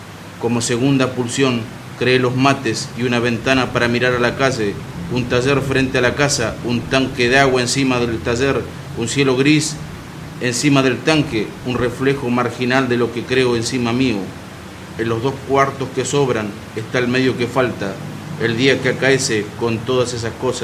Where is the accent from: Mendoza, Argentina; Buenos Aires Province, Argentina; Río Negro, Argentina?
Río Negro, Argentina; En el Alto Asen, yo soy del Alto Asen, de la ciudad de Asen, entre Cipolletti y General Roca